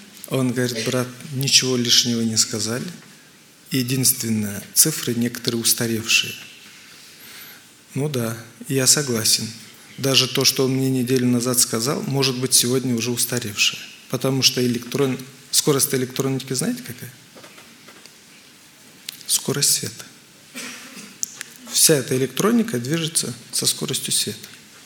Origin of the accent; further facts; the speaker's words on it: Moldova; Я хотел купить в Украине, я сам с Молдавии, хотел в Украине купить